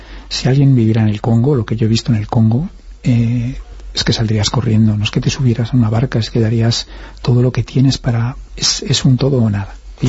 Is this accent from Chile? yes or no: no; Galicia, Spain; Como gallegos hemos tenido que salir